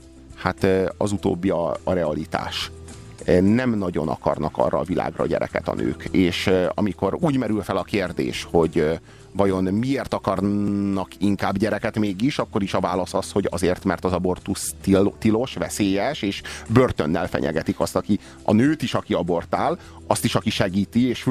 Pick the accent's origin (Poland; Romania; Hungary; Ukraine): Romania; born or raised there